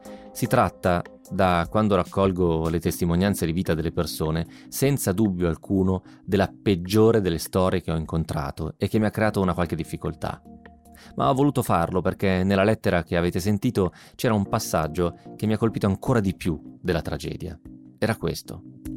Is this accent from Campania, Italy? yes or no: no; Sondrio, Lombardy, Italy; moved away as an adult; now in Milan, Italy; Erano 9 anni ormai che non passavo 8 settimane intere e consecutive nella mia città natale, Sondrio.